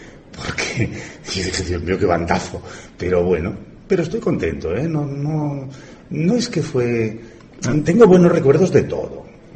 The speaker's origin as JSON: {"language": "Spanish", "town": "Elche", "region": "Valencian Community", "country": "Spain", "tie": "born or raised there", "said": "Yo nací en Elche, sí."}